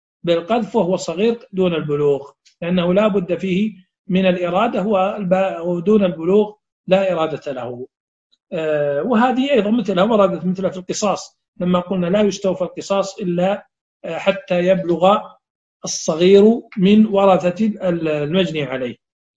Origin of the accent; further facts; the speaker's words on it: Saudi Arabia; هذه الكلمة غير معروفة عندنا في السعودية